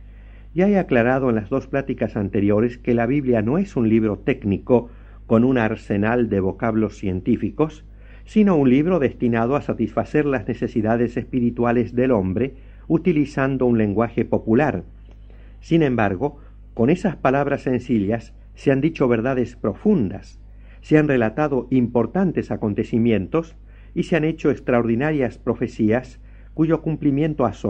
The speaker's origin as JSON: {"language": "Spanish", "country": "Argentina", "said": "En mi país, la República Argentina, hay una bebida muy popular que se conoce con el nombre de mate."}